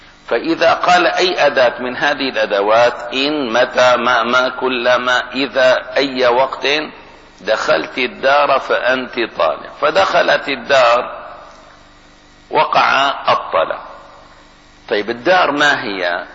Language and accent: Arabic; Baghdad, Baghdad Governorate, Iraq; accent: Baghdadi; معنى هذا لا عند لغتي ولهجتي أهل بغداد